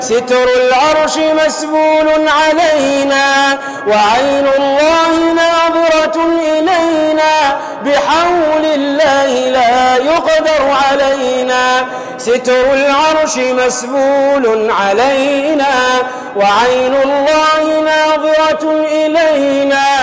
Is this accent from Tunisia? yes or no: yes; Tunisia; احفظ بلدنا تونس يا أرحم الراحمين